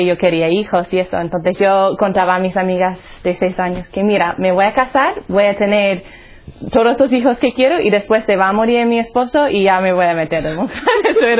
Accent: Colorado, United States; Spanish is a second language; Pues ya se va a notar cuando hablo. Soy de los Estados Unidos, un sitio se llama Colorado. Nosotros decimos Colorado, pero sí, ¿verdad? Entonces, yo nací en una familia, bueno, más o menos católica. Mi padre era protestante, no practicante.

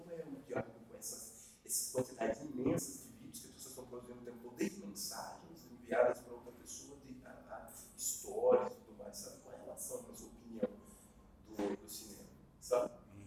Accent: Northeast Region, Brazil; sou nordestino, sou do caso Santa Agostinho, e cresci num dos bairros mais perigosos do Brasil, né? E aí sou formado pela Federal de Recôncavo

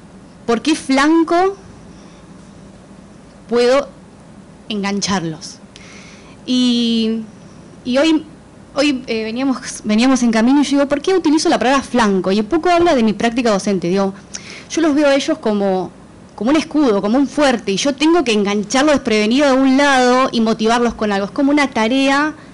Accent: Moreno, Buenos Aires Province, Argentina; Llegué tarde porque justamente somos de Moreno.

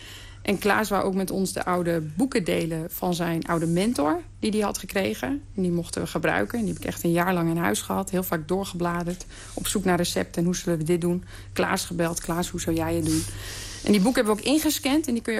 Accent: Friesland, Netherlands; first language Frisian; Dutch is a second language; En dat is ook een taal die, het is mijn moedertaal, dus ook een taal die heel dichtbij je zit.

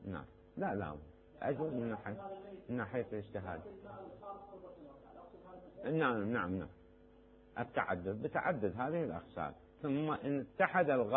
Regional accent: Najaf, Najaf Governorate, Iraq; مما يسموه هناك عندنا بالنجف يسموه بير عليوي

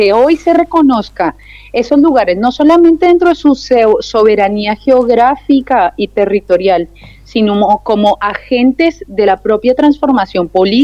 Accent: Colombia; es una novedad para nosotros como pueblo colombiano

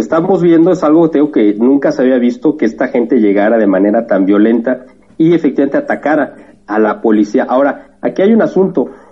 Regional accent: Mexico; la misma población que tiene España es la que nosotros como mexicanos tenemos en Estados Unidos

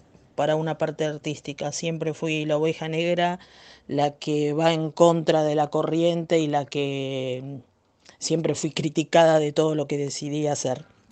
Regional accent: Mar del Plata, Buenos Aires Province, Argentina; de Mar del Plata, Argentina.

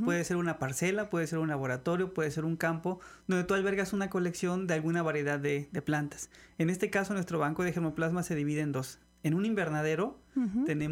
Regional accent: Mexico; Y es muy importante porque como mexicanos tenemos esa gran responsabilidad.

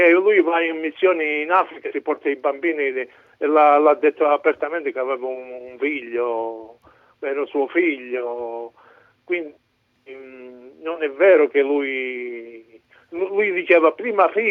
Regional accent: Cosenza, Calabria, Italy; io sono di Cosenza, lo conosco bene.

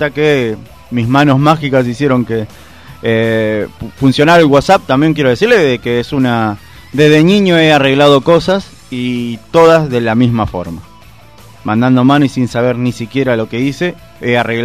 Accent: Argentina; Y somos argentinos, usted sabe que el argentino es una persona rebuscada

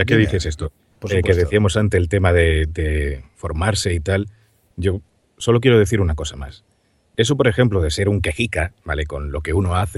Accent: Seville, Andalusia, Spain; accent: Sevillian; Yo soy de Sevilla, o sea, yo tengo acento, así, yo hablo así normalmente en mi vida diaria.

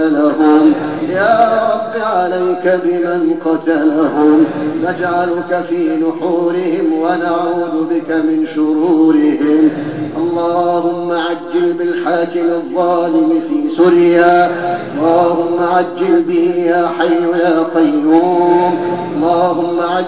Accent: Egypt; يا رب واحفظنا في بلدنا مصر، اللهم احفظنا في بلدنا مصر

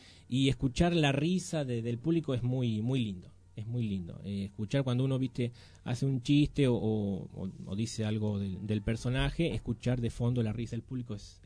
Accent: Chivilcoy, Buenos Aires Province, Argentina; Yo soy de Chivilcoy, uh-huh. Un pueblo que está a 130 kilómetros de acá.

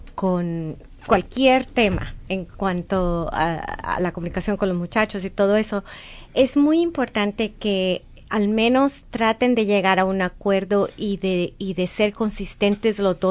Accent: El Salvador; yo estoy casado con una persona que creció en este país y yo vengo de El Salvador

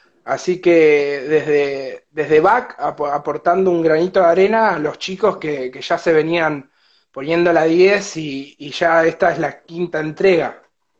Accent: Puerto Madryn, Chubut, Argentina; Sí, somos de Puerto Madryn. Todo el grupo de pibes acá que estamos laburando somos todos de Madrid. La mayoría nacidos y criados acá, la familia también de hace tiempo.

